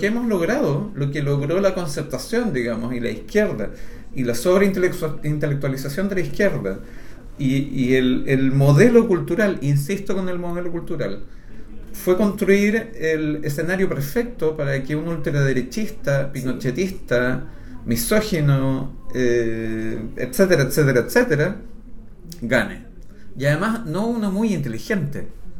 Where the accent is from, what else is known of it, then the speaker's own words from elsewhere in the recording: Chile; Acuérdense que nosotros estamos en el país que sueña Milei. Sí, nosotros no somos Argentina. No tenemos los derechos sociales que tienen ellos. No los hemos tenido nunca.